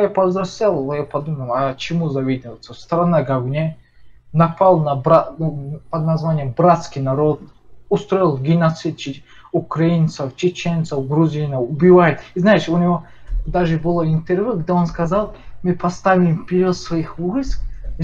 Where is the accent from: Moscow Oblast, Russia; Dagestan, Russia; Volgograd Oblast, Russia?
Dagestan, Russia; Я из Дагестана